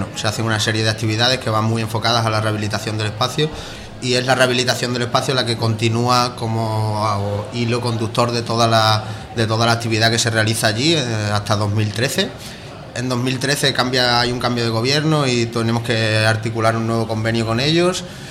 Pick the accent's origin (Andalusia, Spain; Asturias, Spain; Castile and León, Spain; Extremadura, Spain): Extremadura, Spain; Los Santos de Maimona; yo vengo de Los Santos de Maimona, de la periferia extremeña, pues de la periferia de la periferia.